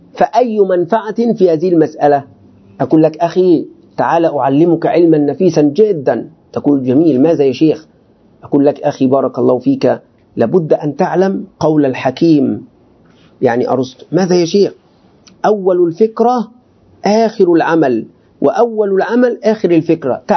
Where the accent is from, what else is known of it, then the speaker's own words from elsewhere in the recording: Egypt; أنا مصري مصري أريد أن أنت لماذا تضع هذه الكلمات الكبيرة في الأطعمة؟